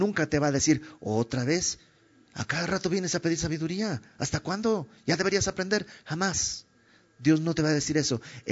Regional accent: Bolivia; yo soy de Bolivia y en mi pueblo hace algunas generaciones los hijos le hablaban de usted al papá

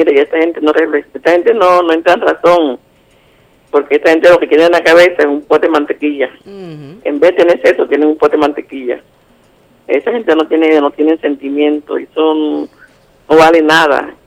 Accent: Colombia; Yo siempre le he dicho, como colombiana, me duele decir las cosas, porque es así.

